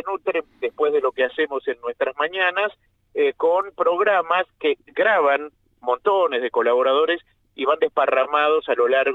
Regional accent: Uruguay; born there; moved away as an adult; also born or lived in Buenos Aires, Argentina; Yo nací en la Rodelú, en la República Oriental del Uruguay.

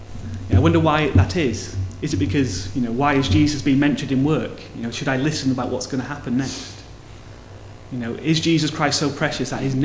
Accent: Wales, United Kingdom; No, okay. I'm Welsh, I don't care.

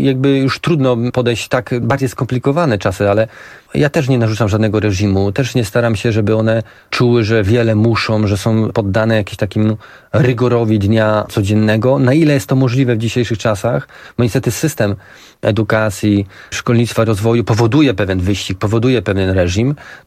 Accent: Turek, Greater Poland Voivodeship, Poland; born there; Tak, rzeczywiście ja się urodziłem w Turku, tam moja cała rodzina, większość mojej rodziny mieszkała i nadal mieszka.

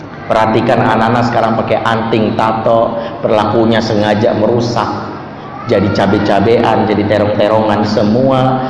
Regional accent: Padang, West Sumatra, Indonesia; Tapi jangan seuzon di orang Padang ya, saya orang Padang soalnya.

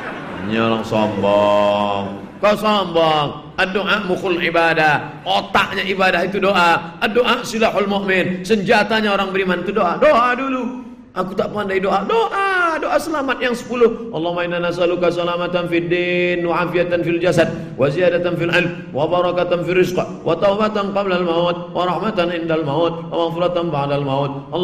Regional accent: Java, Indonesia; Saya bukan orang Minangkabau, saya orang Jawa Pak Ustaz. Pakai bahasa Jawa.

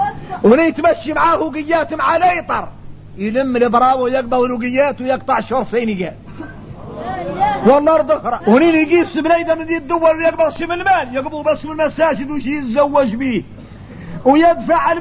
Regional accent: Mauritania; احنا راك موريتاني عندنا فهم عن مولانا خاص

